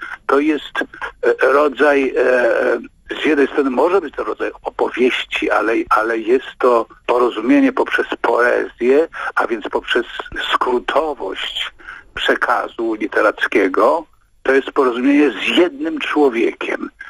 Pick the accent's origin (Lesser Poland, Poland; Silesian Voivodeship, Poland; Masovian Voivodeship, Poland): Lesser Poland, Poland; no bo ja stamtąd, ja jestem górol z Pnioka.